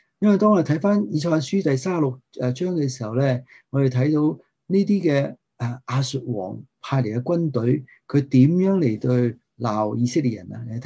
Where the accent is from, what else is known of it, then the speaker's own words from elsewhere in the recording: Guangdong, China; 我哋广东人有一句系咩？